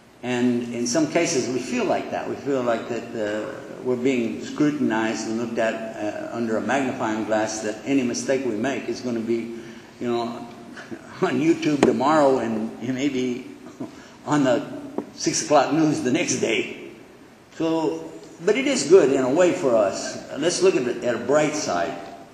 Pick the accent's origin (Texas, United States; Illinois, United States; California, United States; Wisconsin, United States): Texas, United States